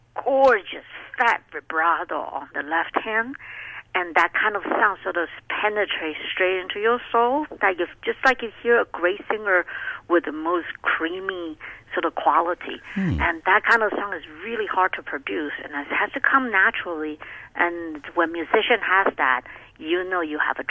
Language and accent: English; Taiwan; But since I came from Taiwan, so I love coming to the Far East.